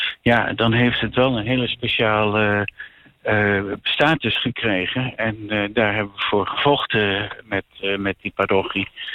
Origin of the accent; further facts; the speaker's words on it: Hengelo, Overijssel, Netherlands; Maar ik kom uit Hengelo oorspronkelijk.